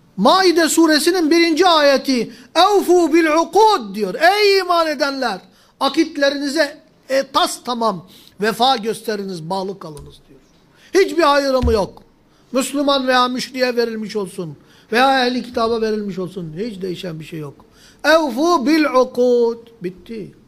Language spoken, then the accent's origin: Turkish; Mardin, Turkey; Ben Mardin'liyim. Mardin gibi bir yerde bile bizim büyüklerimiz bahsettiği kapanmıştı.